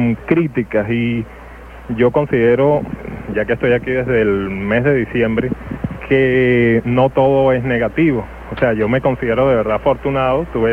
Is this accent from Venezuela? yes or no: yes; Catia La Mar, Vargas, Venezuela; yo vengo de Catia la Mar, exactamente de Marapa, el PH.